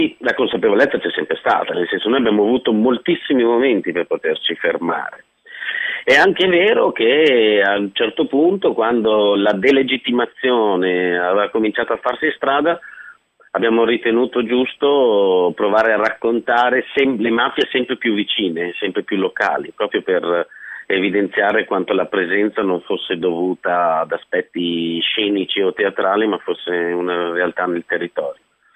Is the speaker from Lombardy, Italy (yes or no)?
yes; Lombardy, Italy; Ero il tipico lombardo di provincia